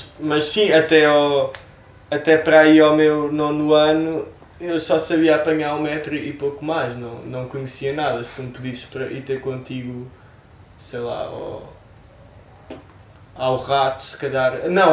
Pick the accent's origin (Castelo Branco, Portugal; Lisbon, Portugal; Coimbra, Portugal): Lisbon, Portugal; Odivelas; Eu sou de Odivelas.